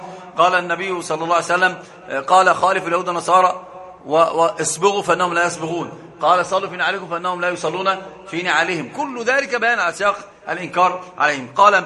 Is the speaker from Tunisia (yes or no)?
no; Egypt; عندنا في مصر مثل عجيب